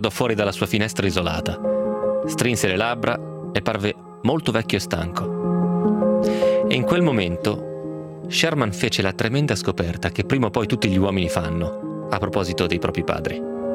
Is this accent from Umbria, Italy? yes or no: no; Arzene, Friuli-Venezia Giulia, Italy; sono di Arzene con l'accento sulla A.